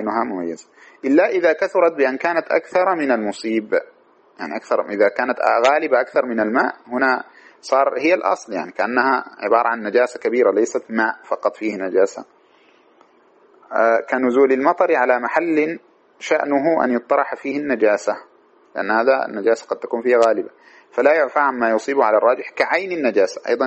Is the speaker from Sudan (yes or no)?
yes; Sudan; بسموه عندنا في السودان السايف